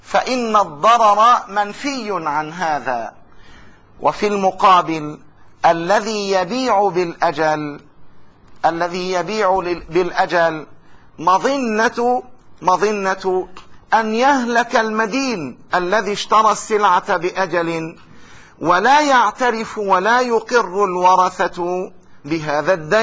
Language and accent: Arabic; Jordan; ونتعامل بالدينار الأردني، حرس الله بلدنا الأردن